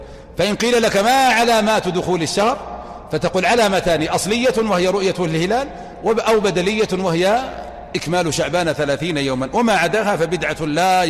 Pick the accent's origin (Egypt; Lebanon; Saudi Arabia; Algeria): Saudi Arabia; ليس يصلح أن يكون زكاة فطر عندنا في المملكة العربية السعودية